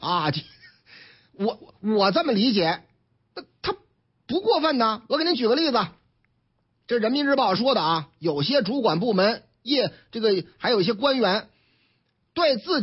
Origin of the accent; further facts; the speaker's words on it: Linyi, Shandong, China; 东临沂那是革命老区啊，推行村居干部、村委会、居委会干部经济责任审计，嗯，太好了，太好了！你看我老家是不是革命老区做出表率了吗？